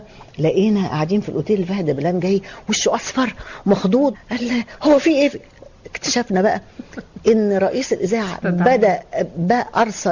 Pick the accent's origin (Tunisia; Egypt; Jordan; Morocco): Egypt; accent: Egyptian; أي حد يسمع لهجتنا المصرية يكاد يبكي